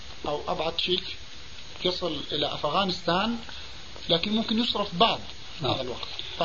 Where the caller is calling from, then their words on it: Canada; ثم أرسلته الفلوس أنا من كندا فوصلت بعد العيد